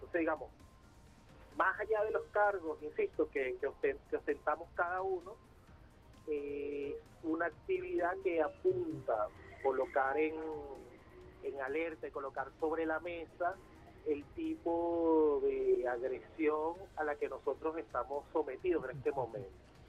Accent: Venezuela; reconocernos como venezolanos, para blindarnos frente a toda una maquinaria político-mediática

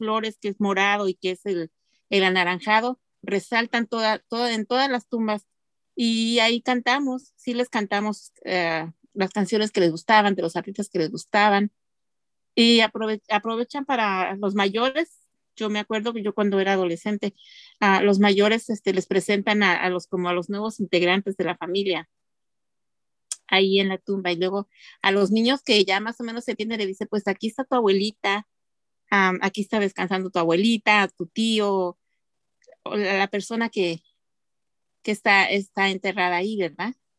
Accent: Xochicuatlán, Hidalgo, Mexico; Yo soy de la Sierra de Hidalgo, la Sierra Hidalguense, de un pueblo llamado Xochicuatlán, que significa flor de cabeza de víbora.

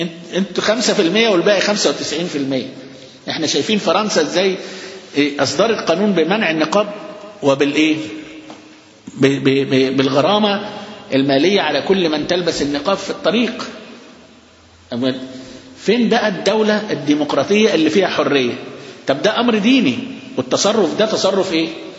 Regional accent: Alexandria, Alexandria Governorate, Egypt; قد كل المساجد بتاعتنا اللي عندنا في اسكندرية

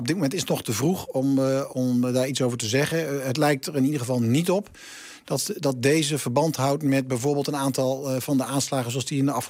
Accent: Zwolle, Overijssel, Netherlands; Van oorsprong, ik ben een Zwollenaar.

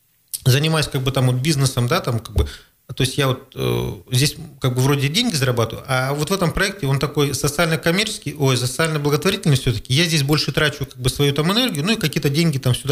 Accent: Krasnoyarsk, Krasnoyarsk Krai, Russia; мы приехали из Красноярска, с Сибири.

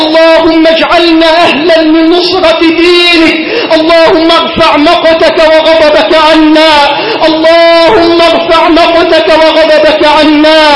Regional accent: Egypt; اللهم احفظ بلدنا مصر من كل سوء

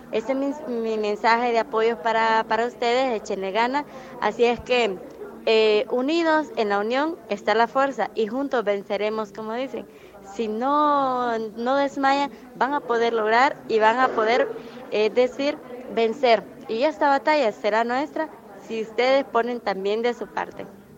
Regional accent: Honduras; Soy de Honduras, del Departamento de Gracias.

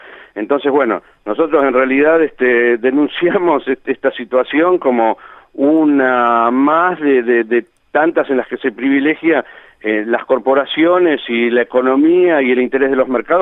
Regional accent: Sierra de la Ventana, Buenos Aires Province, Argentina; los anfitriones, que somos la gente de Sierra de la Ventana, Villa Ventana y Salungaray, de acá del municipio de Torquín

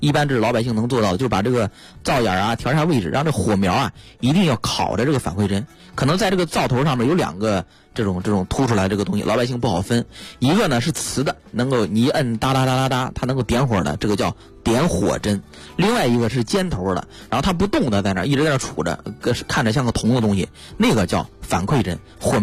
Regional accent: China; 因为毕竟说白了我们中国人还是节俭为主嘛

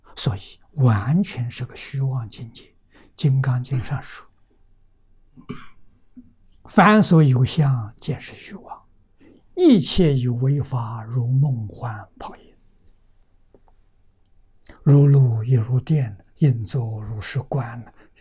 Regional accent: China; 我们中国人所讲的混沌初开

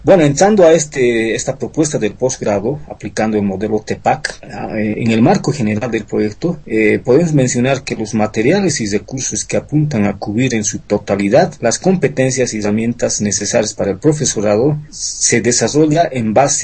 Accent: Bolivia; En mi país, en Bolivia, lamentablemente estamos muy rezagados

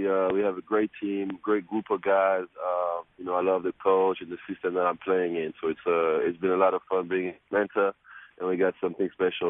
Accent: Switzerland; growing up in Switzerland as a mixed kid and, you know, with very artistic parents.

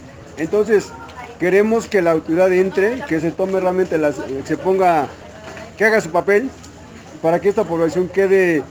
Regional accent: Santa Cruz Acalpixca, Mexico City, Mexico; Yo soy originario de Santa Cruz, Acalpizca

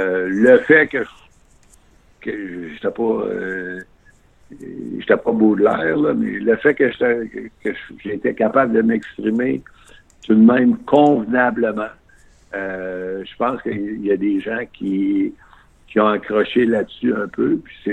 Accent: Quebec City, Quebec, Canada; moi, je viens de Québec, là, j'ai appris mon anglais quand je suis allé à l'Université McGill, j'avais 21 ans.

